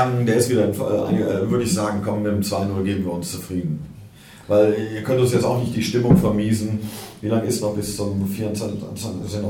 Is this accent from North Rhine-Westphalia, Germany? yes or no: yes; Cologne, North Rhine-Westphalia, Germany; kannst du als Kölner nicht hingehen und sagen, wir spielen zu Hause auf 0-0.